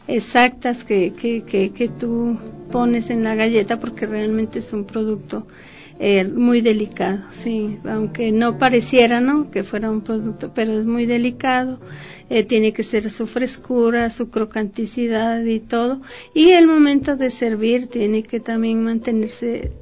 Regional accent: Bogotá, Colombia; now in Ecuador; De la capital.

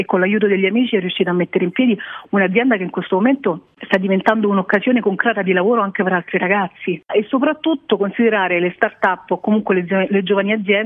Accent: Caprarola, Lazio, Italy; a Caprarola per esempio, per il mio paese, le signore del paese costruiscono i pannelli

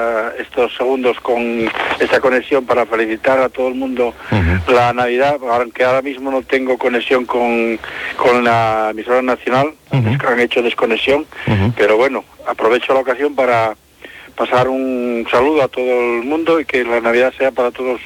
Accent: Oviedo, Asturias, Spain; Yo soy de Oviedo.

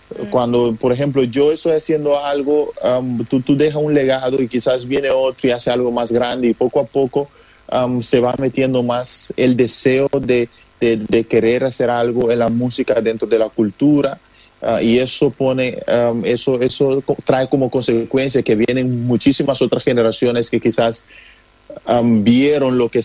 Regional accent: Curaçao; se está volviendo más común el ser artista para los curazoleños y dentro de la población de donde yo vengo

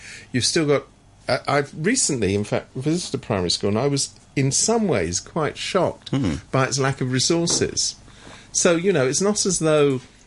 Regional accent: United Kingdom; moved away; Oh, incidentally, I'm a Brit, but I can't vote because I've been away for too long.

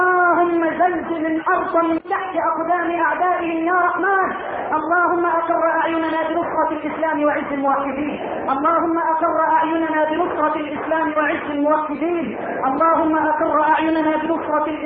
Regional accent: Egypt; اللهم اجعل بلدنا مصر واحة للامن والامان

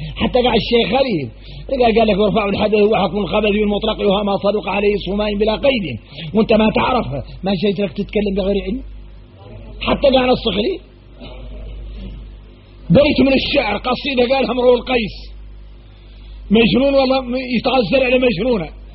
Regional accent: Mauritania; يا غير احنا موريتاني

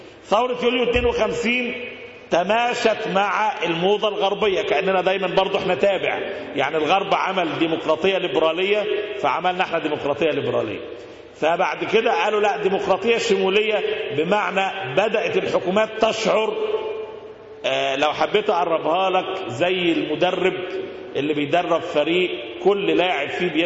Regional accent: Egypt; اللي ممكن تشبهه عندنا في مصر بعصر

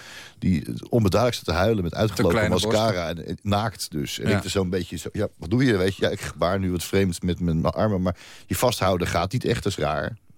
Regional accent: Leidschendam, South Holland, Netherlands; maar ik kom zelf uit Leidschendam. Dus het is nog een soort van dichtbij.

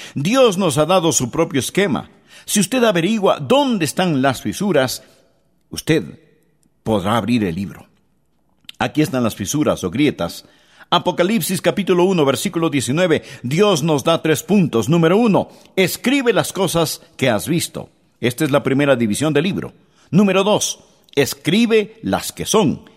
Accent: West Palm Beach, Florida, United States; Yo crecí en West Palm Beach, en la Florida, y nosotros no teníamos mucho dinero para gastarlo en refrescos o gaseosas.

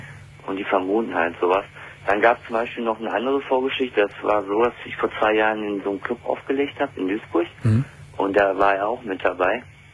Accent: Serbia; Ja, also ich komme selber aus Serbien.

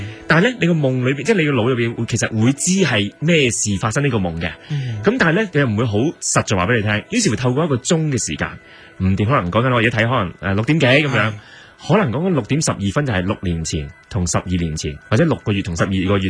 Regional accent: China; 同我哋中国人可能有少少唔同咧

